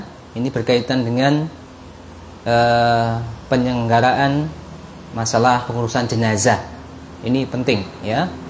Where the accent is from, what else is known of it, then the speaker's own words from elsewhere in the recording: Kediri, East Java, Indonesia; asli dari Kediri, kota tahu ya.